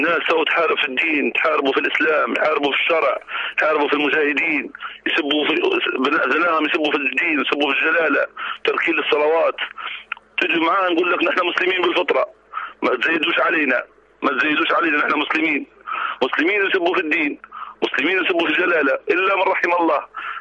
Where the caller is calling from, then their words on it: Benghazi, Libya; من بغازي.